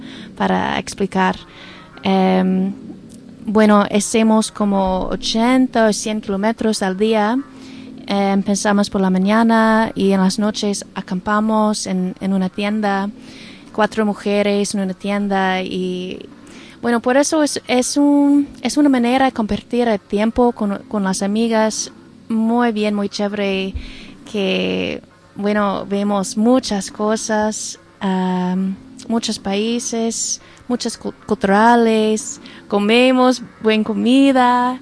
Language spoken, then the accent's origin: Spanish; United States; Spanish is a second language; soy de los Estados Unidos